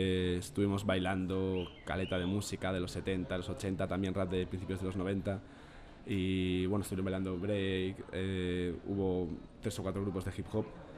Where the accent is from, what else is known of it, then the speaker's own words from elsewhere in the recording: Móstoles, Community of Madrid, Spain; moved away as an adult; now in Chile; Bueno, hola … vengo de Móstoles, un barrio de clase trabajadora de la periferia de Madrid. Estoy en Chile estudiando con una beca en la universidad